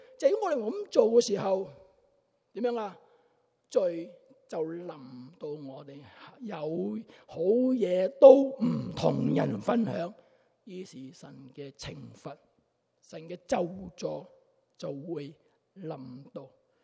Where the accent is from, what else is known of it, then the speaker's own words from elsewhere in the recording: China; 我们中国人很有意思的